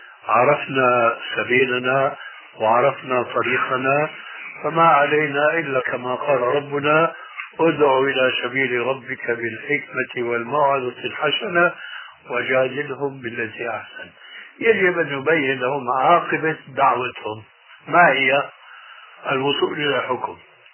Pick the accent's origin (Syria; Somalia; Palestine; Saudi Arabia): Syria; وهو يشير إلى بلدي يعني سوريا